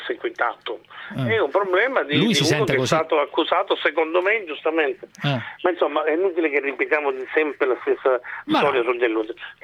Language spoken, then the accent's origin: Italian; Palermo, Sicily, Italy; per me, che vengo da Palermo, è lontanissimo